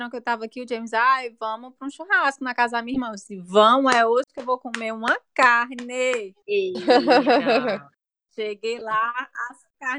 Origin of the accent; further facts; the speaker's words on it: Brazil; Quando eu voltei pro Brasil, eu comecei a treinar mais